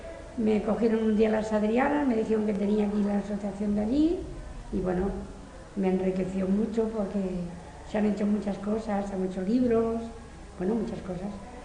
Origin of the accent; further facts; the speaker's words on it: Badalona, Catalonia, Spain; born there; Yo nací en Badalona, en la clínica del Carmen